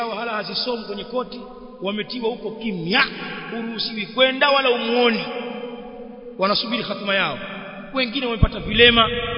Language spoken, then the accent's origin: Swahili; Tanzania; Haya tuliyazungumza kwa miaka mingi kule kwetu Tanzania